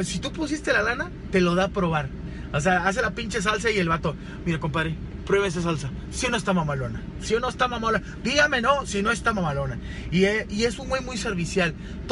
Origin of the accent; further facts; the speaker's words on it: Monterrey, Nuevo León, Mexico; aquí en Monterrey, yo soy de Monterrey